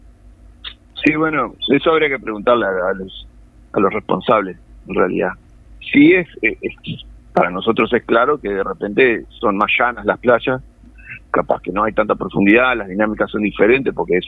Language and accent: Spanish; Colonia, Uruguay; now in Canelones, Uruguay; Yo cumplo la función de guardavía desde el 97 en Canelones. Siempre trabajé acá. Si bien soy de Colonia